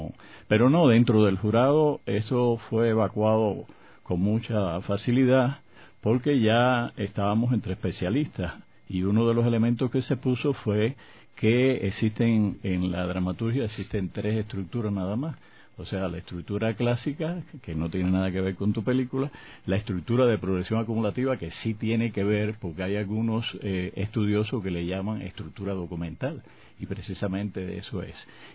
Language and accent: Spanish; Cuba